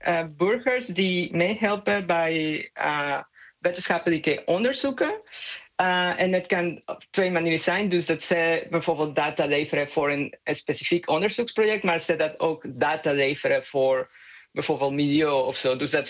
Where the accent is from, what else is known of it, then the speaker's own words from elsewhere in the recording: Mexico; Dutch is a second language; moved away as an adult; now in Netherlands; Nee, ik kom uit Mexico.